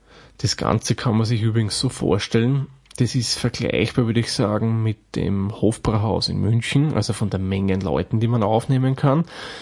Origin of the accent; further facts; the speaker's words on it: Austria; Und gegen Ende dieser Folge hat er gemeint, dass es dieses Produkt sicherlich auch bei uns in Österreich geben würde.